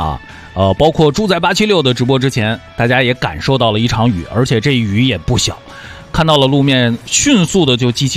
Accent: Henan, China; 当然都是来自于我的家乡的

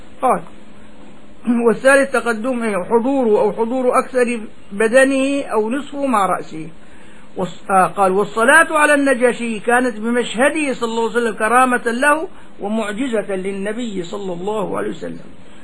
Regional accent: Damascus, Damascus Governorate, Syria; هون عنا ما بيعملوا هون عنا لحد ما فيه كله شق عندنا في دمشق كله شق

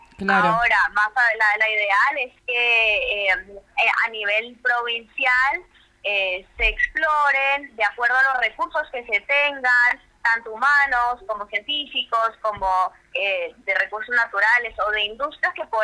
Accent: Colombia; now in Argentina; Soy colombiana, hace 14 años vivo acá

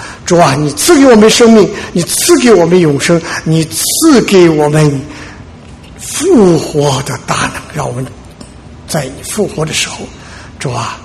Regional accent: China; 所以我们中国人呢，容易受这个孔子这个影响啊

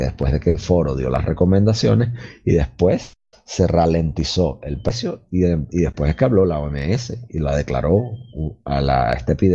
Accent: Venezuela; solo en Venezuela, en mi país, China tiene alrededor de 70 mil millones de dólares

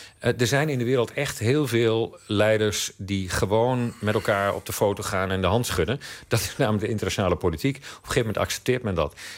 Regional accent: Netherlands; daar moeten wij als Hollanders

